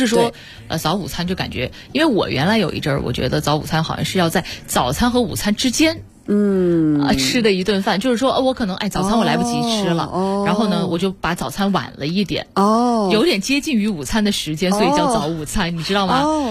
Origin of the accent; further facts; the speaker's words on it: Wuhan, Hubei, China; 对，虽然我是武汉人，但我不太喜欢吃热干面。